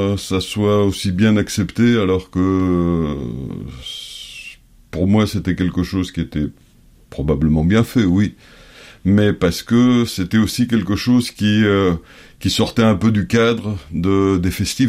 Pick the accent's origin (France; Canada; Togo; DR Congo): France; also born or lived in Paris; now in Greece; Je suis grec, je suis français, de nationalité aussi, je suis né à Paris. J'ai grandi en France, je suis retourné en Grèce en 2004.